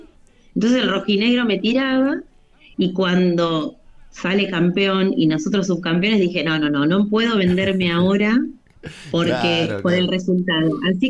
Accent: Rosario, Santa Fe, Argentina; yo voy a vivir a Rosario en el año 86, tenía 9 años, y nací en Santa Fe, en un pueblo, todo, pero bueno, hubo una recorrida ahí por el laburo de mi viejo, y cuando caemos en Rosario, muy cerca del Parque Independencia

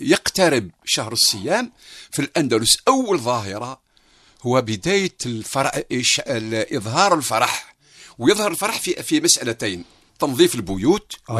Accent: Algeria; وهذه تعتبر نعمة وموجودة حتى في تقاليدنا كجزائريين

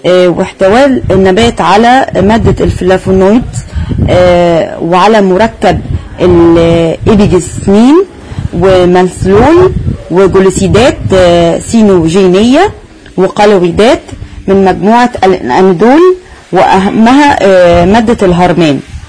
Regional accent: Egypt; وزهرة الآلام الحمراء نبات عندنا في مصر

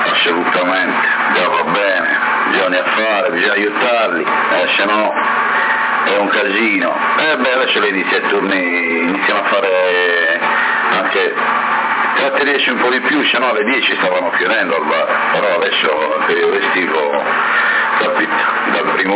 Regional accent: Porto Torres, Sardinia, Italy; now in Sassari, Italy; io sono di Porto Torres, sono 40 anni a Sassari

